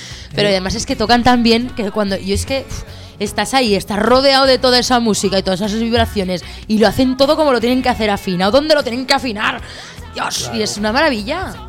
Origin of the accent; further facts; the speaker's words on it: Zaragoza, Aragon, Spain; now in Huesca, Spain; yo soy de Zaragoza, me fui a vivir a Huesca y hago lo que puedo porque me lo muevo todo yo.